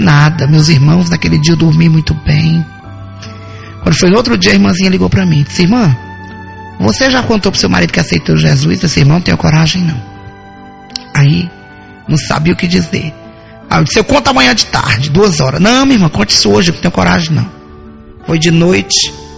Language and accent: Portuguese; Bahia, Brazil; minha filha, eu sou baiana do Brasil.